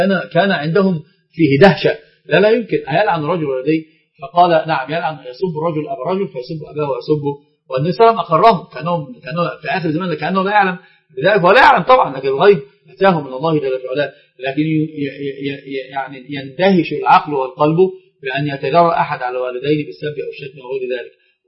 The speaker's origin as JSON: {"language": "Arabic", "country": "Egypt", "said": "طبعا عندنا في مصر بالذات الخطأ الفاحش اللي نقع فيه"}